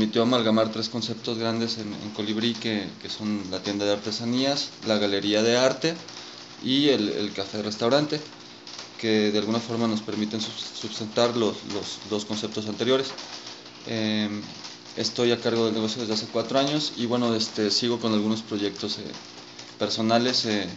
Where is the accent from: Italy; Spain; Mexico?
Mexico; León, Guanajuato; also born or lived in Mexico City; now in La Piedad, Mexico; Soy oriundo del Distrito Federal. Me crié en León, Guanajuato, y tengo ya viviendo en La Piedad aproximadamente 4 años.